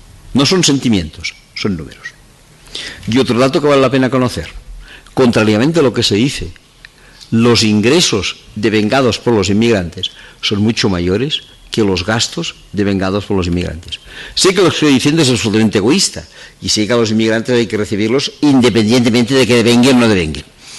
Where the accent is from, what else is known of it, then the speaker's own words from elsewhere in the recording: Catalonia, Spain; Yo soy catalán, me siento catalán, e incluso les diré que estoy algo orgulloso de ser catalán.